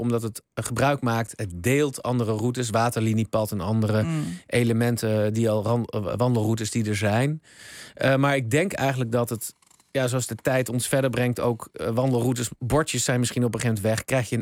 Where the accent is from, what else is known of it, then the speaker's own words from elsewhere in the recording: Utrecht, Netherlands; born there; Nou, ik ben geboren in Utrecht.